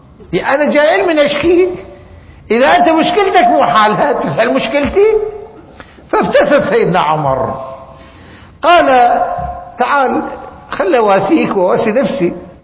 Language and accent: Arabic; Iraq; كلمة آه وهي لحد الآن موجودة عندنا في العراق مشهورة.